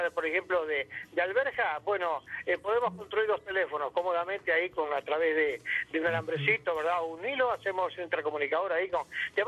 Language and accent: Spanish; Uruguay; Y bueno, allí arrancamos en el año 1995, donde nuestro país, Uruguay, ganara el décimo lugar en el mundo, ¿verdad?